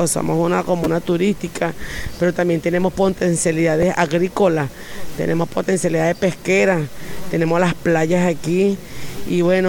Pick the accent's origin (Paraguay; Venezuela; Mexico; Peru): Venezuela; Higuerote, Miranda; como nosotros somos de Higuerote, pues tomamos ese nombre para nuestra comuna